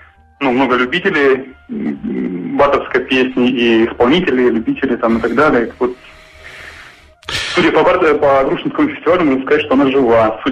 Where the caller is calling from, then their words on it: Sochi, Krasnodar Krai, Russia; я вот из Сочи звоню